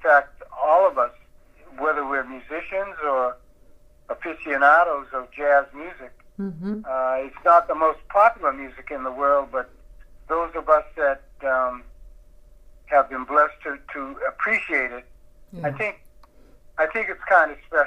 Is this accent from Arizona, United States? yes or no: no; Boston, Massachusetts, United States; I would, although born and raised in Boston, I was able to get a radio station from New York City that emanated from Birdland in New York